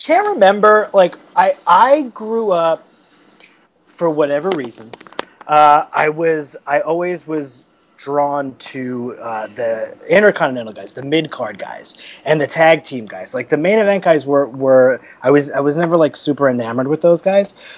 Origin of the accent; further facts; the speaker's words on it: Queens, New York, United States; Grew up, born and raised. I grew up in Queens.